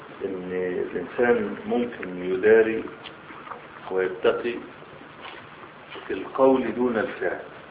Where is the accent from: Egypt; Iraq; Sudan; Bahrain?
Egypt; هنا بعض الشباب عندنا في مصر نشر رسالة